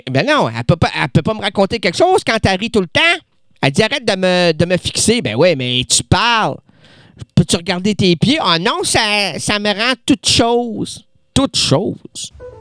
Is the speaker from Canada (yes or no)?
yes; Quebec, Canada; C'est pour ça que chez nous, au Québec, aller dans les Laurentides, là, nos arbres sont sublimes.